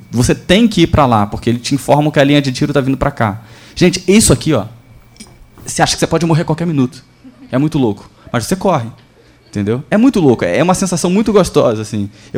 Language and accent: Portuguese; Rio de Janeiro, Brazil; Mas, assim, gente, eu sou do Rio, então eu já fiz essas matérias de invadir morro, tiroteio.